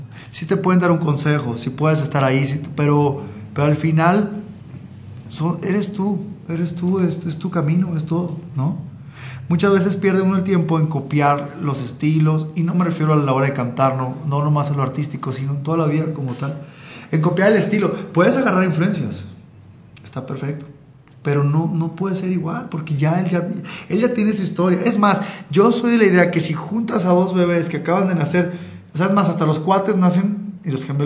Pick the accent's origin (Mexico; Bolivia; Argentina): Mexico; Sinaloa; now in Mexico City, Mexico; Yo nací en Sinaloa y viví toda mi infancia allá.